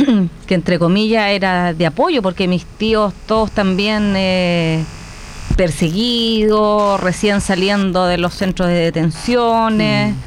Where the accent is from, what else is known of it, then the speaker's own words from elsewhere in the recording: Santiago Metropolitan Region, Chile; born there; Y ahí nací, en el Hospital San Juan de Dios, el 10 de noviembre.